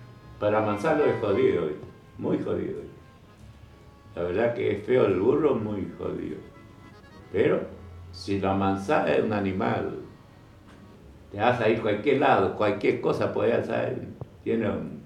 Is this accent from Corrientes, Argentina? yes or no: yes; Corrientes, Argentina; me despido con fuerte zapucá, como buen correntino